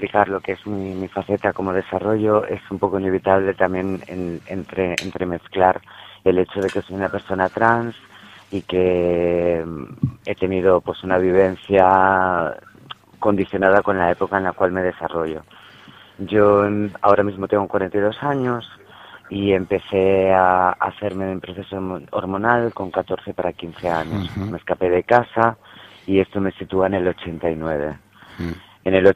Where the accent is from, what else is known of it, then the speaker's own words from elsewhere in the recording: Madrid, Community of Madrid, Spain; also born or lived in Seville; por aquel entonces yo estaba viviendo con mi familia en Sevilla y me escapo de Sevilla y voy a mi ciudad natal, a Madrid.